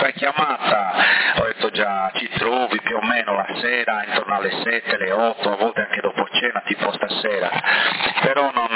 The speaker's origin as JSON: {"language": "Italian", "town": "Bonorva", "region": "Sardinia", "country": "Italy", "tie": "born there", "said": "Sono nato a Bonorva, noi avevamo una casa colonica, grande, avevamo più di 200 ettari di terreno, vigna, eccetera, avevamo un'azienda, capito, con silos, mungitrici, quindi io sono l'unico della famiglia che sono nato là."}